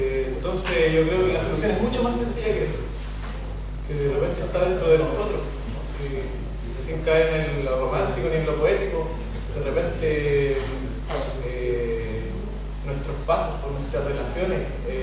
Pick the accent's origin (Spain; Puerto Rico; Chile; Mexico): Chile; Yo soy chileno, mapuche